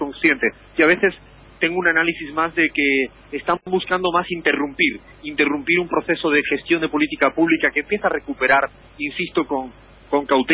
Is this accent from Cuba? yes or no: no; Spain; o yo que vengo de un país de España